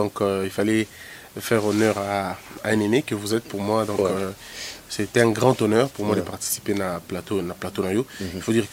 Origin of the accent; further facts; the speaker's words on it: Mbandaka, Équateur, DR Congo; also born or lived in Goma; moi, je viens de Mbandaka. Je suis né à Goma. Mm. J'ai grandi à l'Équateur mm. avec mon père, parce qu'il était, quoi, il est équatorien.